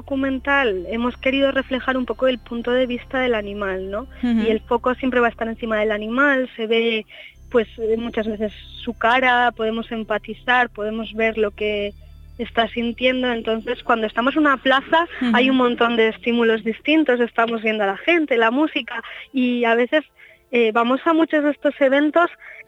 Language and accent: Spanish; Basque Country, Spain; Nosotros somos de Euskal Herria y queremos revisar nuestra cultura